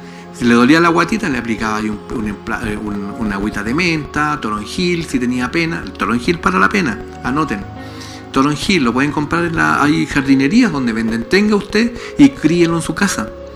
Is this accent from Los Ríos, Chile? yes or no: yes; Valdivia, Los Ríos, Chile; Yo soy de Valdivia.